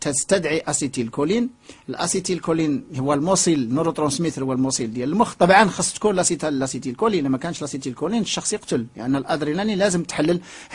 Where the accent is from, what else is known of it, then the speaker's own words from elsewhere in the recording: Morocco; والان عندنا في المغرب فصيل دموي مصابين بامراض القلب والشرايين